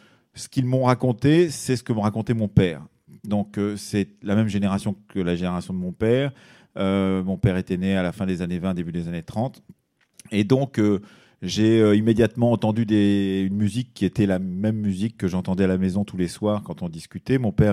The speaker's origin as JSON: {"language": "French", "region": "Nouvelle-Aquitaine", "country": "France", "tie": "born or raised there", "said": "j'ai grandi dans le milieu rural dans les années 60, je suis né en 1960 dans le Poitou, qui n'est pas exactement la même région qu'ici"}